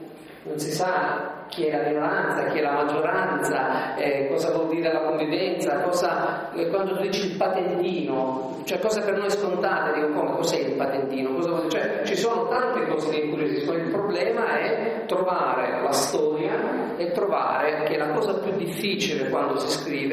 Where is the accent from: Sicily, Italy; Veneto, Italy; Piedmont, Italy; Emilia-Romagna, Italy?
Sicily, Italy; io sono qui da 20 anni, sono siciliano